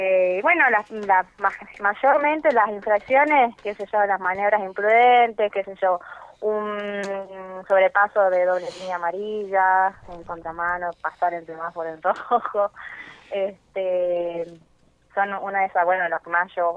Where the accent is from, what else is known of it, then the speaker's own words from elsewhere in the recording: Salta, Argentina; now in Neuquén, Argentina; yo soy nacida en Salta, soy salteña, bueno, ahora hace ya va a ser 3 años que estoy acá en Neuquén.